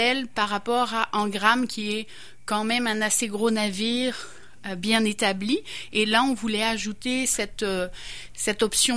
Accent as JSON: {"language": "French", "town": "Brest", "region": "Brittany", "country": "France", "lives_now": "Canada", "said": "en tant que fille du bord de mer, je viens de Brest, en Bretagne"}